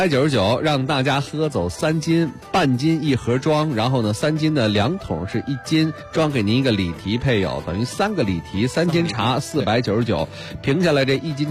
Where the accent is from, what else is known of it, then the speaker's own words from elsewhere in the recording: Beijing, China; 咱们北京人